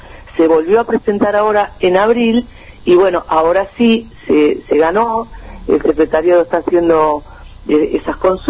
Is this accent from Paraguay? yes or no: no; Uruguay; nosotros como pueblo uruguayo